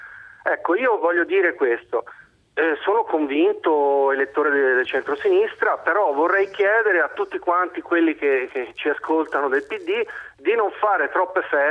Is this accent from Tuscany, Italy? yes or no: yes; Tuscany, Italy; now in Modena, Italy; io sono un toscano immigrato in Emilia